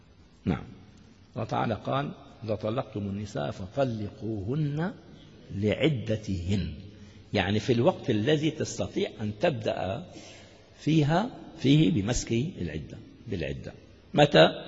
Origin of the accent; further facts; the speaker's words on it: Damascus, Damascus Governorate, Syria; المفتي عندنا في دمشق الشام متمسك